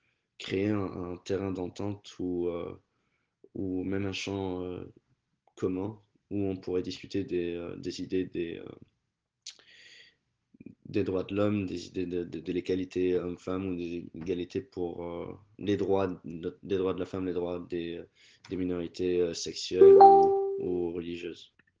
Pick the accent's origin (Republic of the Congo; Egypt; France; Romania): Egypt; Cairo, Cairo Governorate; Je suis égyptien, copte. J'ai grandi en Égypte, au Caire, particulièrement, sous le régime de Moubarak